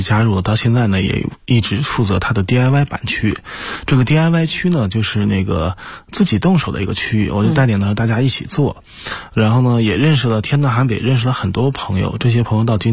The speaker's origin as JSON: {"language": "Chinese", "town": "Dalian", "region": "Liaoning", "country": "China", "tie": "born or raised there", "said": "因为我老家呢是在大连的一个小岛上"}